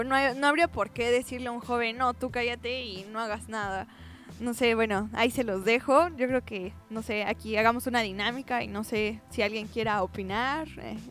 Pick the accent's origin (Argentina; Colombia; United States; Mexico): Mexico; Y pues como mexicanos